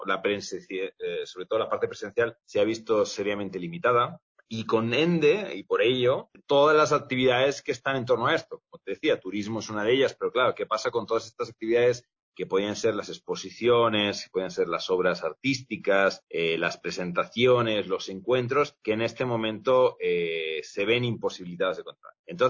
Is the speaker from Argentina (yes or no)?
no; Barcelona, Catalonia, Spain; also born or lived in Cuenca, Ecuador; Yo nací en Cuenca, mi padre es cuencano, pero yo me crié en Barcelona. Mi mamá es española.